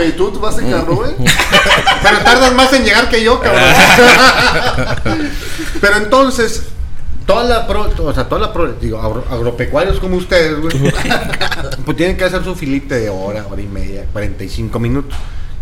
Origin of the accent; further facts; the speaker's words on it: Tepic, Nayarit, Mexico; moved away as an adult; now in Ciudad Juárez, Mexico; yo soy de Tepic, Nayarit.